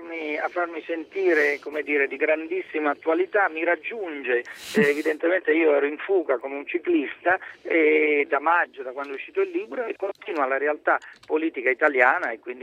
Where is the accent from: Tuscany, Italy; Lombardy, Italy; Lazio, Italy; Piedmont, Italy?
Tuscany, Italy; Florence; born there; A Firenze.